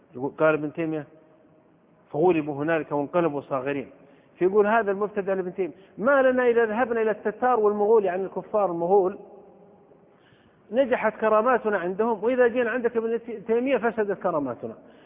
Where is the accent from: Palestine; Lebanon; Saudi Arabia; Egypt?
Saudi Arabia; في بلدة عندنا في السعودية كان ينبهون على الناس